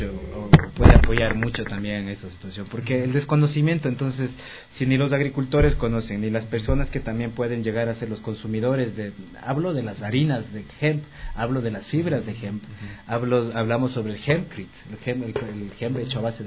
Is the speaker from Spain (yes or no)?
no; Ecuador; Porque la idea nuestra como fundación también y como ecuatorianos es de que estas nuevas políticas que se estén diseñando ahora en la actualidad sean inclusivas